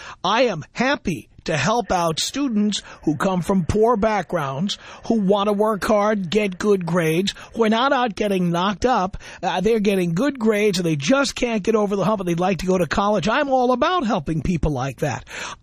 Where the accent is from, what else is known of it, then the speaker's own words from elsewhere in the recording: Bronx, New York, United States; Sir, I grew up in the South Bronx. You don't have to tell me about what poor neighborhoods are like.